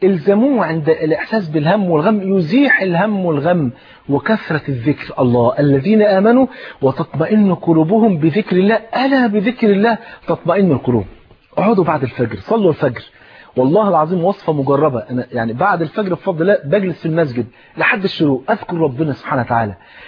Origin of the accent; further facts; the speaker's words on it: Egypt; أنا ملاحظ بعد الثورة إحنا إحنا إحنا نفسنا كمصريين نفرح بقى